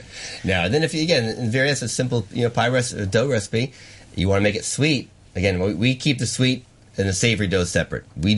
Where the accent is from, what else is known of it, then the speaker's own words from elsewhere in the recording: United States; Well, I am American, so we dream big.